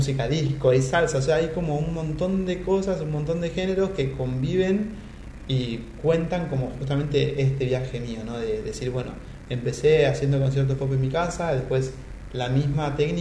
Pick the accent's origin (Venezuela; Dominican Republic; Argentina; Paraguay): Argentina; Buenos Aires; Y yo vivía, crecí toda mi infancia y parte de mi adolescencia, viví en La Boca. Y vivía a 2 cuadras de la cancha de Boca.